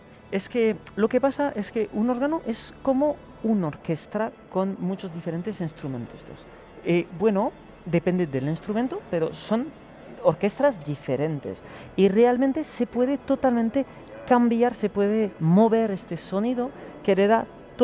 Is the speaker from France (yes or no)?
yes; France; Spanish is a second language; now in Spain; sobre todo en mi país, la Francia, en el que todavía no se puede ni tocar conciertos